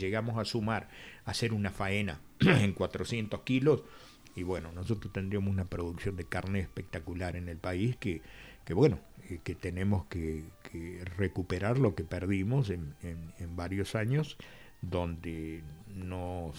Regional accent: Argentina; es un tema que de cualquier manera nosotros, bien como argentino

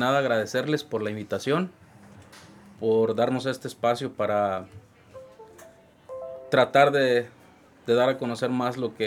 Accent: Huetamo, Michoacán, Mexico; es el nombre de mi pueblo donde yo soy.

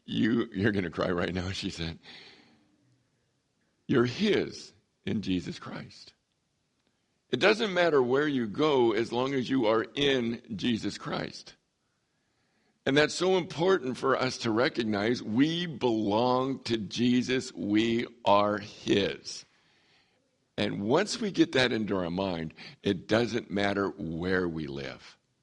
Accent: San Diego, California, United States; moved away as an adult; I grew up in San Diego. I always thought I would stay in San Diego all my life, be near the ocean. I always thought that. And God, 42 years ago, moved me to the desert.

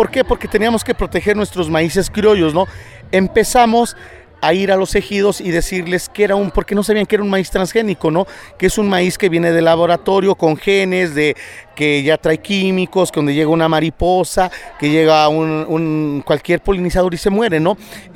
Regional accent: Mexico; eso nos perjudica a nosotros como mexicanos

